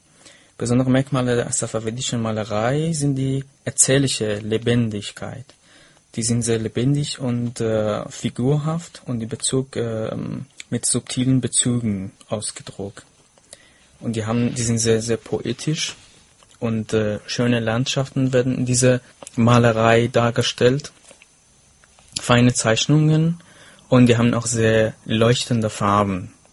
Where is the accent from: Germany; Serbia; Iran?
Iran; weil ich komme auch selber aus dem Iran und die Sprache aus Herat kann ich schon teilweise verstehen.